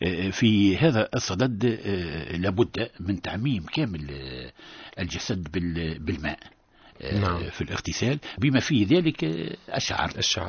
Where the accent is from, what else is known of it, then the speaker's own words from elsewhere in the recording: Tunisia; وهو المثال المعتاد عندنا في تونس